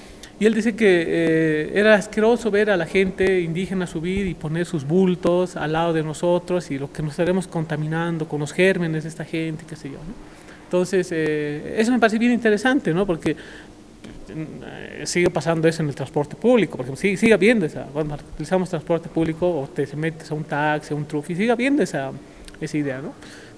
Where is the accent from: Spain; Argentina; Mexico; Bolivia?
Bolivia; Nosotros como sociedad boliviana, nuestros abuelos, y nosotros también